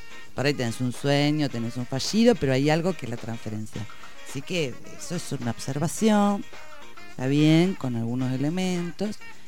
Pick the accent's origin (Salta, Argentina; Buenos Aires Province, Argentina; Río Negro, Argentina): Buenos Aires Province, Argentina; Bahía Blanca; moved away as an adult; now in La Plata, Argentina; pero no soy de La Plata, soy de... No, vos lo dijiste. Vos lo contaste antes. Yo soy de Bahía Blanca. Vine a estudiar medicina acá